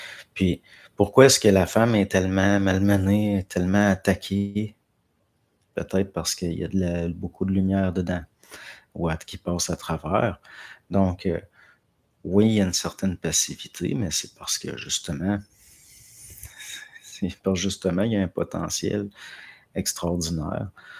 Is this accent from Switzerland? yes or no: no; France; Puis, je ne pense pas, je suis de France.